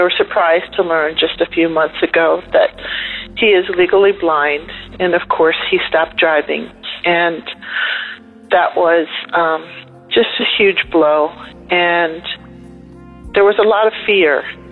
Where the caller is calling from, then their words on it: Camp Hill, Pennsylvania, United States; I'm calling from Camp Hill, Pennsylvania.